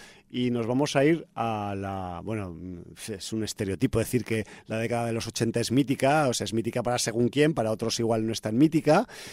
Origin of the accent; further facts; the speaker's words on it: Zaragoza, Aragon, Spain; born there; en los años 90, había en Zaragoza, mi ciudad natal